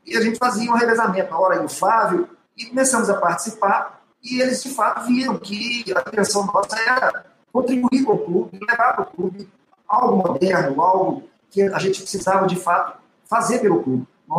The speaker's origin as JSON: {"language": "Portuguese", "town": "Contagem", "region": "Minas Gerais", "country": "Brazil", "tie": "born or raised there", "said": "Sou americano e eu morava no centro de Contagem, próximo ao Vale Verde. E eu, criança, com 3 anos de idade, eu já, 3, 4 anos de idade, já frequentava ali o Vale Verde."}